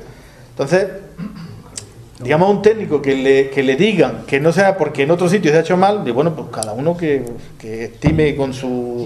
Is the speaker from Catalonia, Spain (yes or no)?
no; Granada, Andalusia, Spain; Caballero, si yo soy granadino.